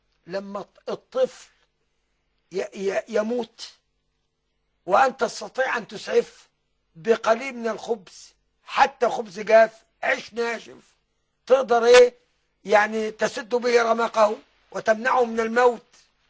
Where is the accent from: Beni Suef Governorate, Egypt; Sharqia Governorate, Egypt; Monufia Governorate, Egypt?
Beni Suef Governorate, Egypt; Beni Suef; ما يشربوش كبير عندنا في بني سويف